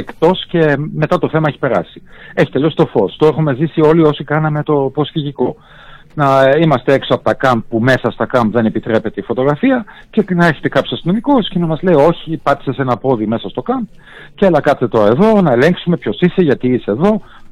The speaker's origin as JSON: {"language": "Greek", "country": "Germany", "tie": "born or raised there", "said": "Γεννήθηκα, μεγάλωσα στη Γερμανία."}